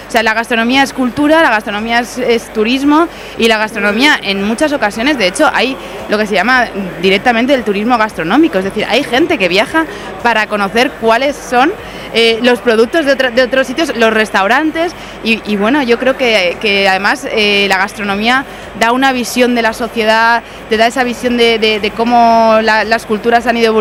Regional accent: Elche, Valencian Community, Spain; yo soy de Elche de toda la vida

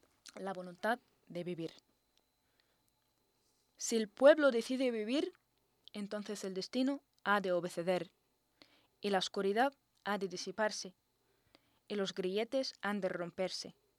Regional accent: Jordan; toda la gente me pregunta, ¿de dónde eres? Y yo digo, de Jordania.

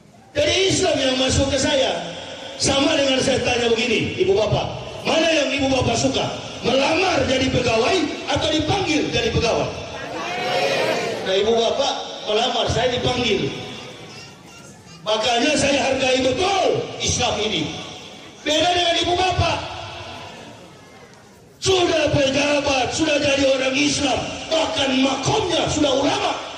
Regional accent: Manado, North Sulawesi, Indonesia; Saya ini orang Manado.

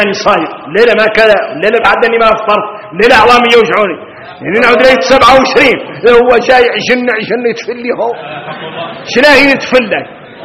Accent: Mauritania; إحنا موريتاني

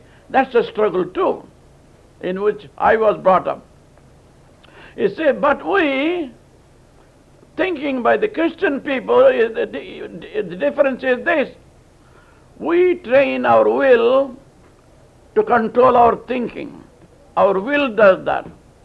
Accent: India; born there; English is a second language; So I was born in India as a Hindu, Orthodox Hindu at that. I was saved many years ago in India.

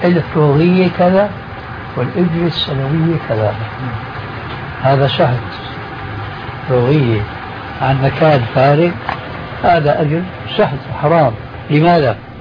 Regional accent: Syria; هذا التعامل ما يسمى بخلو رجل أو الفروية عندنا في سوريا

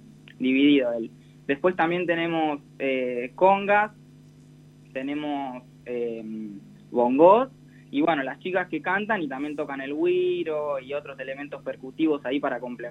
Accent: Necochea, Buenos Aires Province, Argentina; Sí, y también soy de Necochea, y es el aniversario de Necochea el 12 de octubre

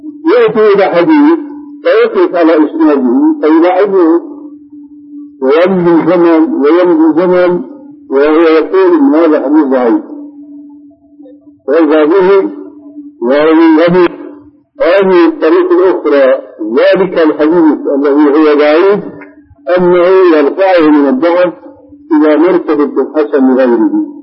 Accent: Syria; عندنا في سوريا كان شاهد قصه رجل في الحرب

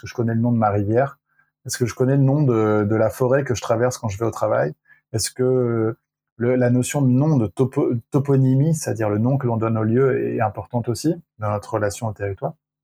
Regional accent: Provence-Alpes-Côte d'Azur, France; also born or lived in Lyon, France; now in Brittany, France; Moi, j'ai grandi dans le sud-est. Je suis né à Lyon et j'ai grandi dans le sud-est, donc vraiment en Provence avec le soleil et les orangers et les oliviers, quoi.

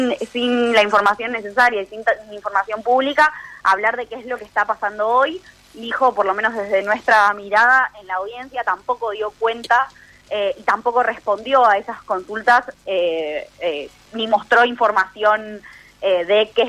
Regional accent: Argentina; nosotros como sociedad argentina necesitamos una Corte Suprema confiable

